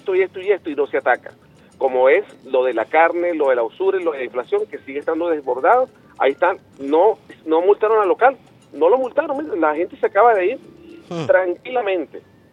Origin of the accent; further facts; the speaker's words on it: Venezuela; se lo digo como venezolano, como chavista